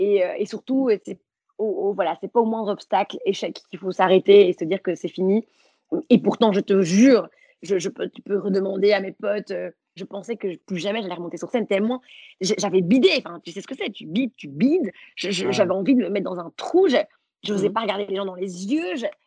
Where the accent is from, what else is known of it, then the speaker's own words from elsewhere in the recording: Belgium; Et toi, tu sais que moi, je suis belge.